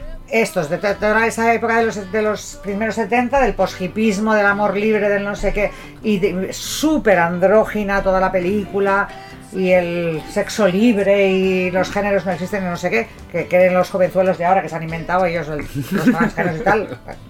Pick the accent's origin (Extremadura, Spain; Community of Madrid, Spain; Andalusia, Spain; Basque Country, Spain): Basque Country, Spain; Getxo; de mi pueblo, de Guecho